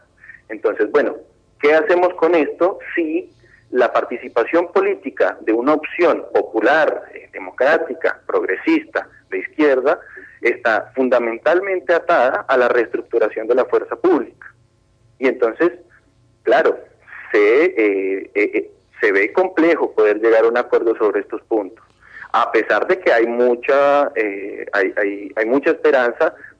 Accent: Colombia; como colombianos y como pueblos de Latinoamérica

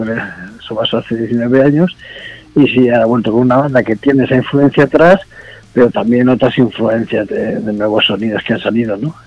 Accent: Valencia, Valencian Community, Spain; now in Finland; Soy de Valencia, sí, soy de Valencia.

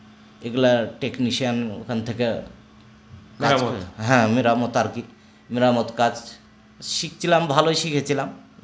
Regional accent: Rajshahi, Rajshahi Division, Bangladesh; হ্যাঁ, ছোটবেলাতে আমার দরগাপাড়াই কেটেছে।

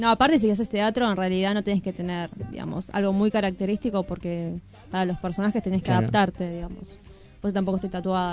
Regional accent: Morón, Buenos Aires Province, Argentina; Bueno, yo soy de Morón y comencé ahí a estudiar.

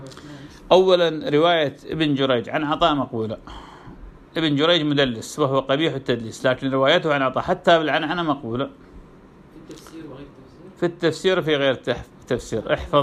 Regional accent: Iraq; كان عندنا في العراق دكتور

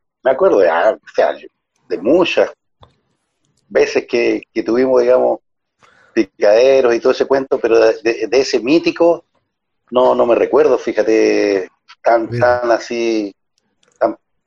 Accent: Puerto Montt, Los Lagos, Chile; Yo vivo en Puerto Montt, ya es que es mi ciudad natal. Yo soy de acá de la zona y me quedé viviendo acá en Puerto Montt después que regresé, digamos, de Talcahuano.

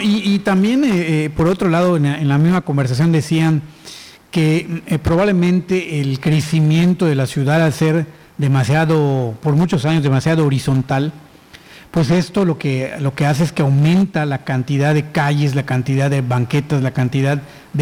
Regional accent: Yucatán, Mexico; nosotros como yucatecos nos hemos ya acostumbrado más bien al aire acondicionado

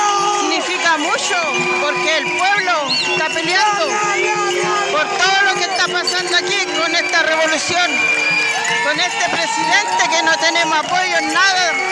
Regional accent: Penco, Biobío, Chile; todos los mapuches rurales que somos de aquí, de Penco.

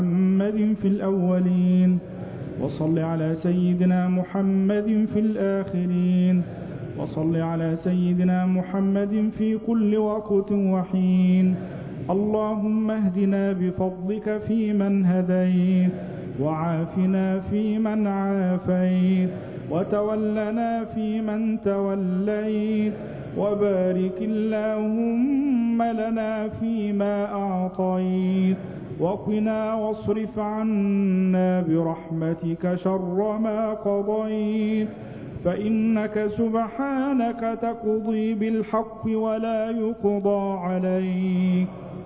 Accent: Egypt; اللهم اجعل بلدنا مصر أمنا أمانا

